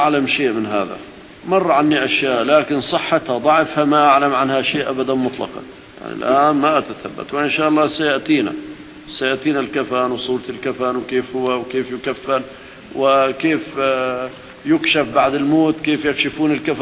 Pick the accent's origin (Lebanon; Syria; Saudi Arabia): Syria; الأرض الهشة عندنا في سوريا بعض أراضي رملية